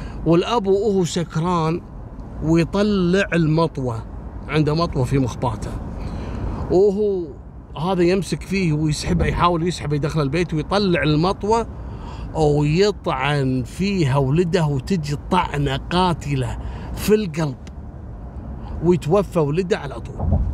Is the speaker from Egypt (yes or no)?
no; Kuwait; إحنا عندنا في الكويت مسوين حملة لضبط المخدرات